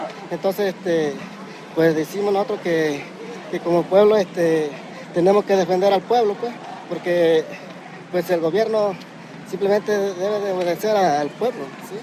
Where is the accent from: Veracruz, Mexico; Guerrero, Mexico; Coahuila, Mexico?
Guerrero, Mexico; Coyuca de Benítez; Nosotros somos de Coyuca de Benítez, de la Organización Popular de Productores de la Costa Grande.